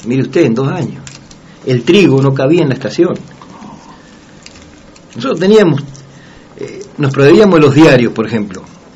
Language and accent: Spanish; Buenos Aires, Argentina; also born or lived in Banfield; Pero en general siempre la vida nuestra fue la línea Bahía Blanca-Patagones.